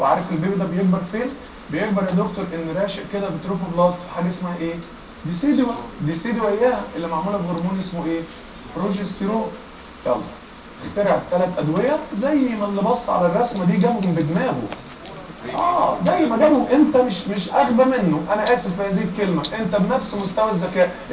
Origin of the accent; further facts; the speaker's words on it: Egypt; بس احنا كمصريين ما سكتناش